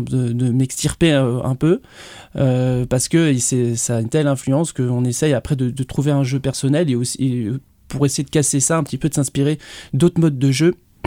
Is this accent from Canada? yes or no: no; Nice, Provence-Alpes-Côte d'Azur, France; Un jour, je suis niçois, j'étais à Nice